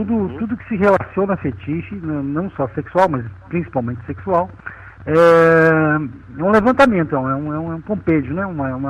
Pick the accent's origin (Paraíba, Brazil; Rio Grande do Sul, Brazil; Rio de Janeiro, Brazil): Rio Grande do Sul, Brazil; Caxias do Sul; now in Salvador, Brazil; Tô aqui na beira da praia, né, meu apartamento na beira da praia aqui em Salvador, então não tem como sair disso, né. Não, claro que eu gosto de Caxias do Sul, é minha cidade natal, gosto da minha terra, mas me sinto como baiano.